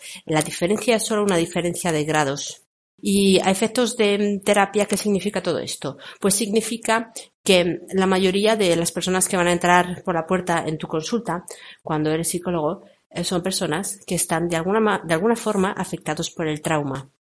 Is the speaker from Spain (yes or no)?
yes; Spain; porque yo particularmente soy de España, pero lo he visto en otros países